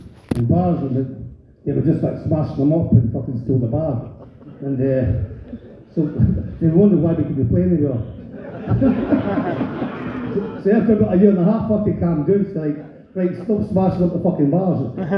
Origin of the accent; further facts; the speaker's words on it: Scotland, United Kingdom; So I'm fuck off, I'm Scottish, okay, fuck off.